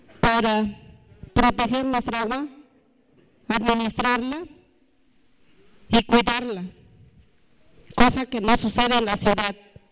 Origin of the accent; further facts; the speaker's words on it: San Sebastián, Mexico; soy de San Sebastián.